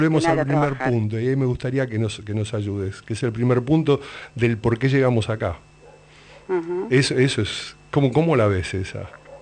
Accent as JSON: {"language": "Spanish", "town": "Lanús", "region": "Buenos Aires Province", "country": "Argentina", "said": "Pero yo vengo de los barrios, yo vengo de Lanús"}